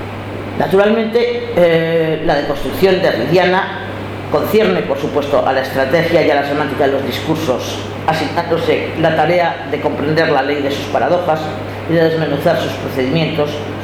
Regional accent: Spain; vengo del Estado español

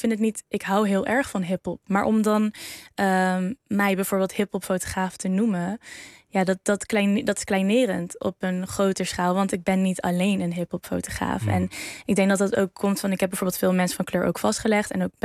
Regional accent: Arnhem, Gelderland, Netherlands; Ik kom uit Arnhem-Zuid. Opgegroeid met mijn moeder en mijn oudere broer. Wij komen wel uit een ja, wat minder bevoorrecht gezin.

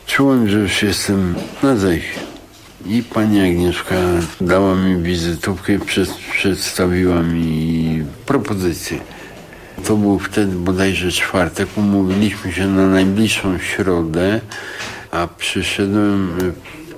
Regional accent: Warsaw, Masovian Voivodeship, Poland; Jestem chłopakiem z Okęcia, z Ochoty, ze Śródmieścia.

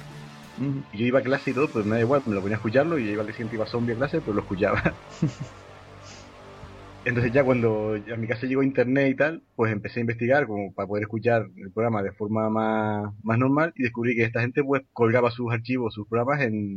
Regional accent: Canary Islands, Spain; soy aquí de Gran Canaria y aquí es todo una hora menos.

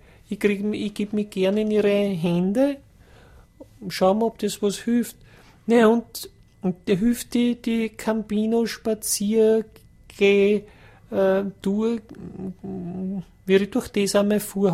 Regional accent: Austria; wir als Österreicher

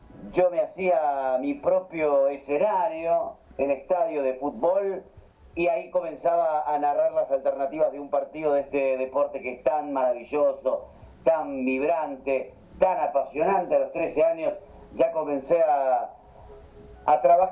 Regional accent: Pergamino, Buenos Aires Province, Argentina; born there; nacido en Pergamino, provincia de Buenos Aires, República Argentina. En el año 1980

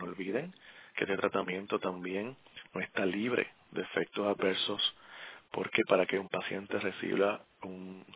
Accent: Puerto Rico; ese paisaje tan hermoso de mi tierra borinqueña.

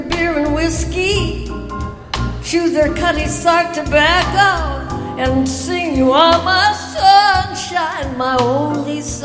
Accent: Pennsylvania, United States; also born or lived in Detroit, Michigan; Born in Detroit, Michigan. November the 18th, 19, Mickey Mouse's birthday. But my mother, she was only 17 years old and she couldn't raise me. So she sent me to live with my grandparents in a small coal mining town in Pennsylvania State.

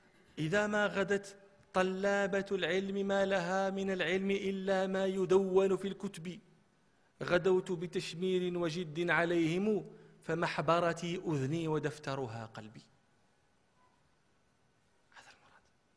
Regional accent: Marrakesh, Marrakesh-Safi, Morocco; احنا كان عندنا في مراكش شاعر مشهور

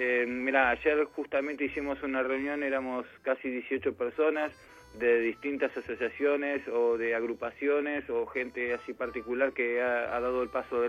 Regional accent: Argentina; como argentinos que somos

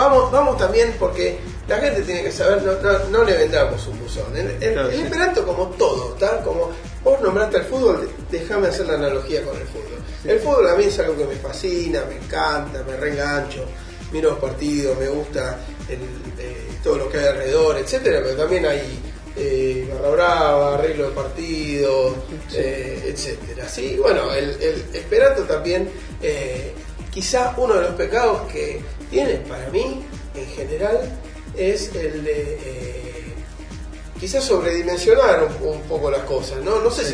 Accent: Buenos Aires, Argentina; accent: porteño; no el inglés como lo hablo yo, que se nota que soy porteño

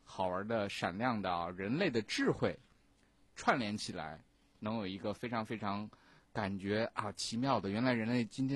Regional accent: China; 这个当然我们中国没有这样的传统啊。我们中国人很早就发现了用草木灰来做这样的事情是同样的效果。

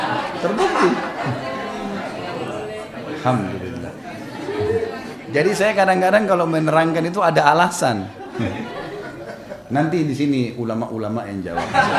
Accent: South Sulawesi, Indonesia; born there; Saya lahir di Sulawesi Selatan dan saya selalu ingatkan itu.

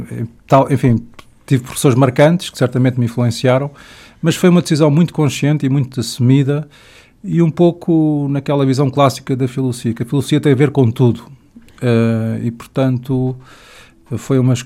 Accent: Lisbon, Portugal; born there; tenho 45 anos, nasci em Lisboa, onde depois me vim a formar na área da filosofia

